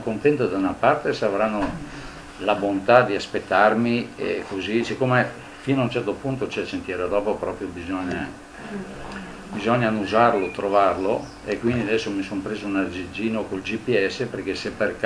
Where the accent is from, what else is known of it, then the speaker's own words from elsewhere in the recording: Bolzano, Trentino-Alto Adige, Italy; poi gli dico che sono italiano. Una volta mi ha chiesto se sono norvegese, sul rifugio Similão, ha detto no, sono italiano di Bolzano